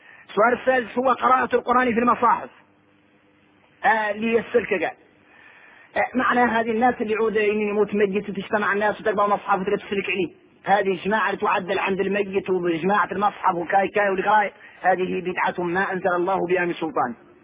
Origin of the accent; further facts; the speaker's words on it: Mauritania; احنا موريتاني وعكسنا الرواية